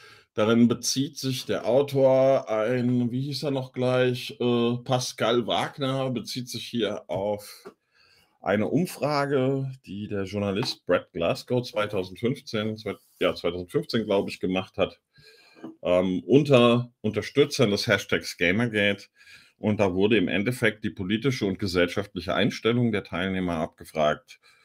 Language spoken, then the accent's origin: German; Bavaria, Germany; Oh, habe ich mich verraten. Ich bin Mittelfranke.